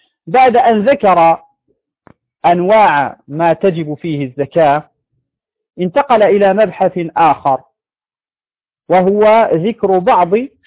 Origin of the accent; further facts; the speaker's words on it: Morocco; يعني عندنا في المغرب هذا نوع من الشعير